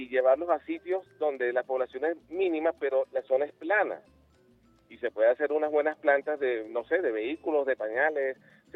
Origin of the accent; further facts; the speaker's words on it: Venezuela; Yo quiero saber, como venezolano